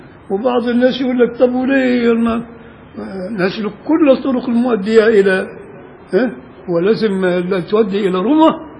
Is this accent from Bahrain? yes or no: no; Beni Suef, Beni Suef Governorate, Egypt; وعندنا في بني سويف